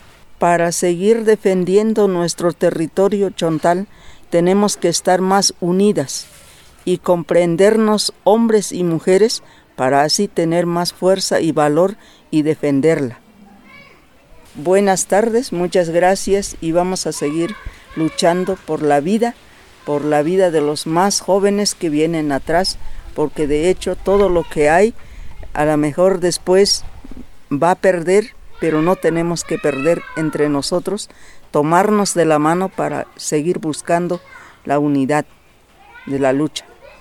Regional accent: Santa Lucía Mecaltepec, Oaxaca, Mexico; yo vengo de la comunidad de Santa Lucía, Mecaltepec.

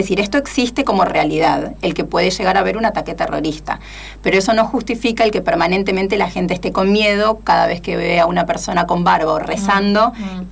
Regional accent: Argentina; also born or lived in Germany; sin olvidar el lugar al cual pertenezco y el que más me importa, uh-huh. ¿no? Que es tanto Argentina como América Latina

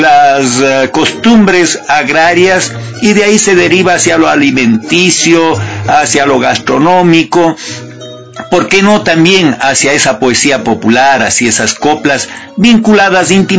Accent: Cuenca, Azuay, Ecuador; yo crecí en Cuenca, y en Cuenca era común que en las casas, la familia, los vecinos mataban un cerdo, preparaban morcillas, fritada, dulces de todo tipo.

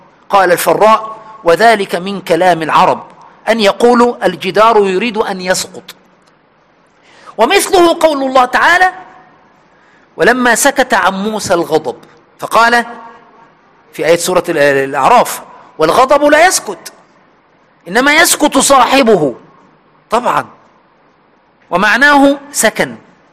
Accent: Egypt; عندنا في مصر هنا يتكلمون عن المرأة العفيفة والقوية في دينها

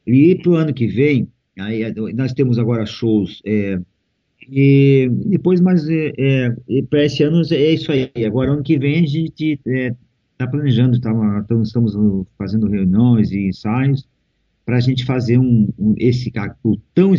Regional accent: Curitibanos, Santa Catarina, Brazil; Sou de Curitibanos

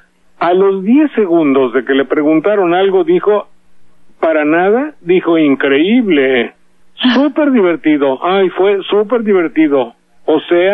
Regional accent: Mexico; Se sienten en México porque los mexicanos somos buenas gente.

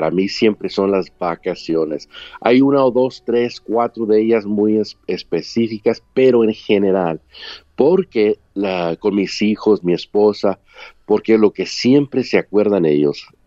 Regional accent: Mexico; also born or lived in Chicago; now in Los Angeles, United States; me casé con una mujer de mi pueblo, nos conocimos de jovencitos en México, en vacaciones los dos, y aunque yo vivía en Chicago y ella vivía en Los Ángeles, pues llegó el tiempo donde yo decidí mudarme a Los Ángeles

